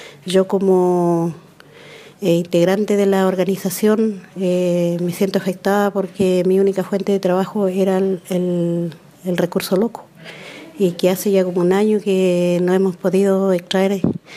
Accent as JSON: {"language": "Spanish", "town": "Manquemapu", "region": "Los Lagos", "country": "Chile", "said": "soy de Manquimapu."}